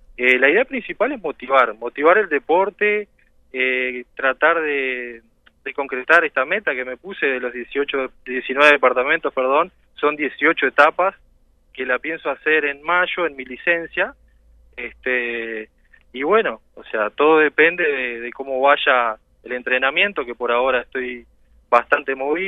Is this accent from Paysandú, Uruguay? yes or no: no; Melo, Cerro Largo, Uruguay; espero poder llegar a Melo, que es de donde soy, o sea, Fraile Muerto, la idea es estar allá